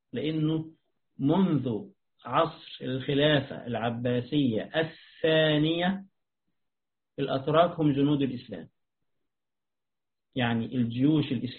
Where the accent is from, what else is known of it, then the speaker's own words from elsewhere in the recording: Egypt; عندنا في مصر يقولون طربوش